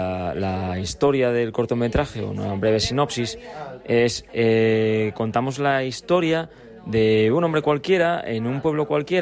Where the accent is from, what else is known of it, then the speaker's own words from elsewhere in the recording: Gijón, Asturias, Spain; porque soy gijonés, la verdad